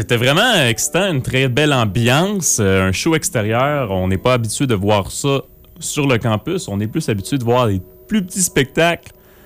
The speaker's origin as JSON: {"language": "French", "region": "Quebec", "country": "Canada", "said": "je suis québécois depuis 13 générations déjà. Mon ancêtre est arrivé en 1600 quelque chose."}